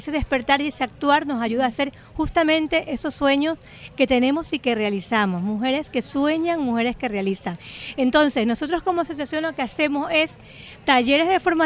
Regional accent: Ecuador; moved away as an adult; now in Spain; yo también soy ecuatoriana, soy mujer migrante. Llegué hace 22 años aquí a España con dos carreras acabadas

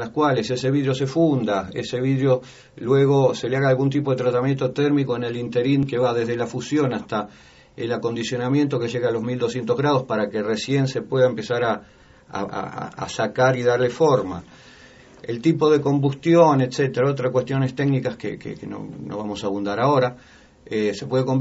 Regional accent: Berazategui, Buenos Aires Province, Argentina; De Berazategui. Berazategui está entre Buenos Aires, o sea, Capital Federal y La Plata. Y bueno, y se denomina la capital nacional del vidrio.

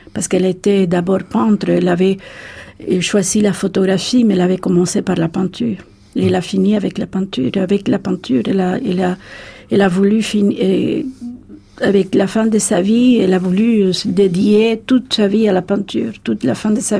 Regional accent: Havana, Cuba; now in Paris, France; c'est vrai que j'aime beaucoup Paris, mais ma ville natale me manque beaucoup plus.

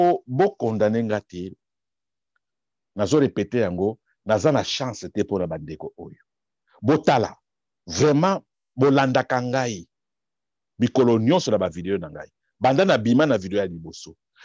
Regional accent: DR Congo; Mais nazali congolais. Je suis congolais. La Corée au coréen, le Congo au congolais. Je suis congolais.

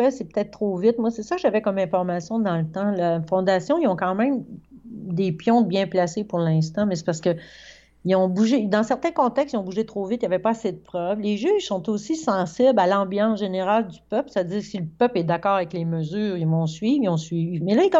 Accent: Quebec, Canada; je suis québécois.

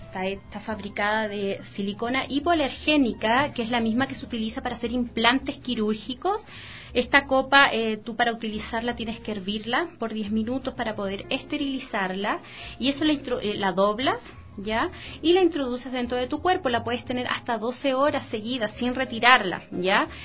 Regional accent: Chile; now in Ecuador; yo soy de Chile, ¿ya?

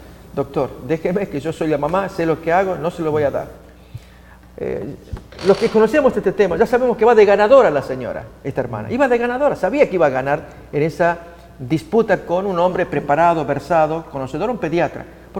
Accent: Argentina; yo siendo argentino, llego a este lugar no acostumbrado al picante, al chile, al chiloso

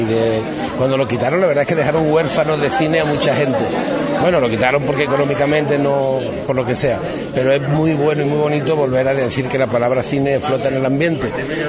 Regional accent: Archidona, Andalusia, Spain; Y yo estoy encantado de que haya sido mi pueblo. Bueno, de hecho, el director decía: yo no sabía que tú eras de aquí. Digo, sí.

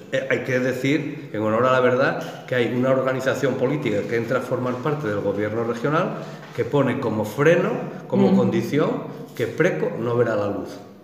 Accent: Mieres, Asturias, Spain; Yo vengo de una cuenca minera, yo soy de Mieres y conocemos esos procesos.

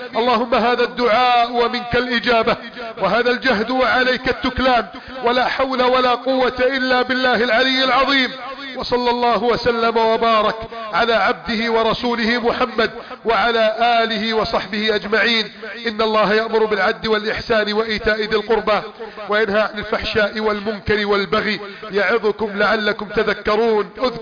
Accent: Egypt; اللهم احفظ بلدنا مصر من كيد الكائدين وحقد الحاقدين وتدبير المفسدين.

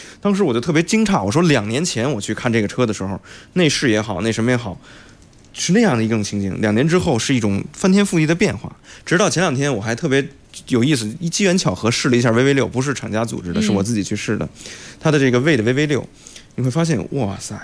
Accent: China; 我真的觉得作为中国人这点是让我很骄傲的。

